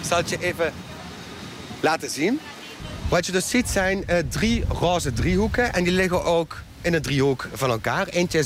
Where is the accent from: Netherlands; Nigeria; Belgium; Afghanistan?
Belgium; En ik ben opgegroeid in België. En ik ging dan als jonge jongen in een klein dorp woonde ik.